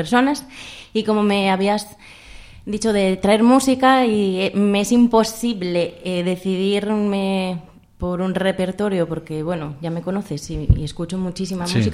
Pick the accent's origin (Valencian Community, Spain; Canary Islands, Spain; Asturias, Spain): Asturias, Spain; Luanco; Pues los comienzos, que soy de Luanco, un pueblo maravilloso de Asturias.